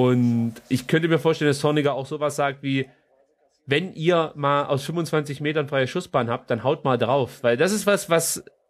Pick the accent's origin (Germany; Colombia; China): Germany; Stuttgart, Baden-Württemberg; Aus Stuttgart.